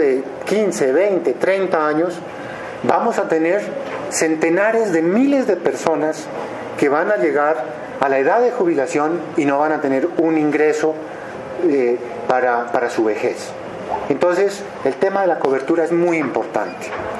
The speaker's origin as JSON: {"language": "Spanish", "town": "Pasto", "region": "Nariño", "country": "Colombia", "said": "yo no soy moderado ni soy francés, yo soy de Pasto, ¿no?"}